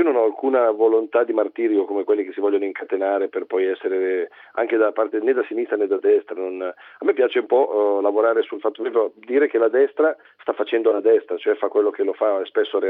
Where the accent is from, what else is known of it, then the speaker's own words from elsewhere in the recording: Milan, Lombardy, Italy; also born or lived in Aosta Valley; Di origine sono valdostano, però è Milano la mia sede e qui ovviamente mi trovo un po' a casa mia.